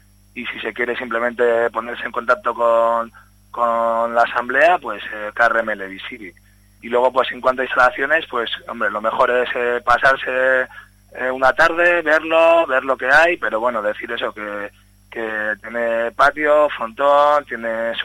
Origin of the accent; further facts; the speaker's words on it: Bilbao, Basque Country, Spain; yo soy de Otxarkoaga